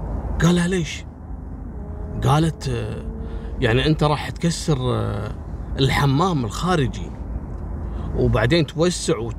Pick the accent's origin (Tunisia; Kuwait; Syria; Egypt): Kuwait; ترى والله في أسماء عندنا في الكويت لو أقولها لكم مستحيل تنطقونها بالشكل الصحيح